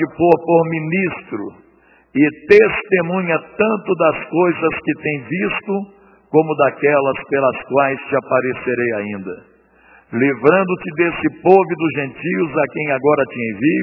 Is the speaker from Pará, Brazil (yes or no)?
no; Belo Horizonte, Minas Gerais, Brazil; also born or lived in Curvelo; Eu nasci em Curvelo, fui criado em Belo Horizonte, morei em 4 bairros em Belo Horizonte, bons bairros, no Funcionário, na Serra, no Bonfim e no bairro Universitário, antes de me converter. Mas fui criado num lar hiper religioso